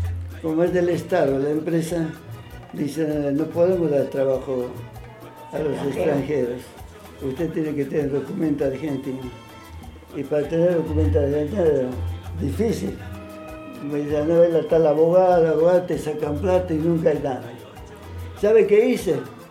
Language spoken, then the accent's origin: Spanish; Cochabamba, Bolivia; Nací en Bolivia, nací en Cochabamba, eterna primavera.